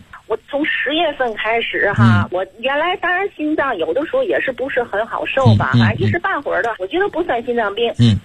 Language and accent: Chinese; Tianjin, China; 我还没介绍我自己，我是天津的。